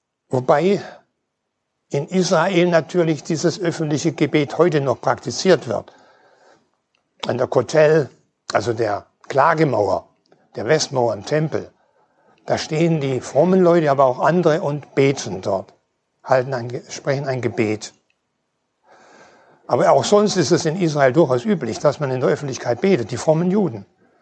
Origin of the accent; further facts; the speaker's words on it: Schleswig-Holstein, Germany; aus der Freien Evangelischen Gemeinde in Norderstedt. Ich komme also aus Schleswig-Holstein.